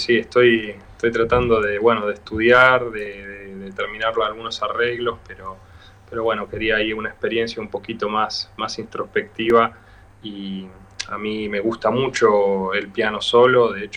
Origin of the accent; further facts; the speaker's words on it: Bahía Blanca, Buenos Aires Province, Argentina; now in Buenos Aires, Argentina; Yo soy de Bahía Blanca y estoy en Buenos Aires hace ya, creo que casi 12 años, 11, 12 años.